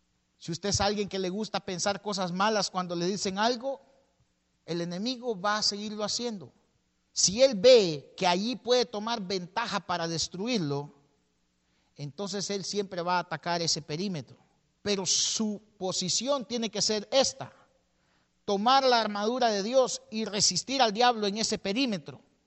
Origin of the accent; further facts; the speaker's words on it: El Salvador; La mayoría aquí somos salvadoreños y tal vez usted vivió la guerra